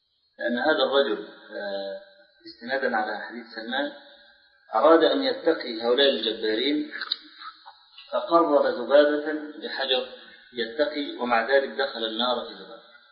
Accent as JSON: {"language": "Arabic", "country": "Egypt", "said": "هنا بعض الشباب عندنا في مصر نشر رسالة"}